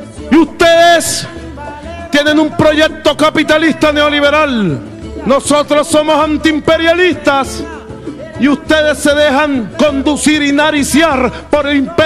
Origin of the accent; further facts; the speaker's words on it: Venezuela; somos venezolanos y estamos obligados a hacer política en paz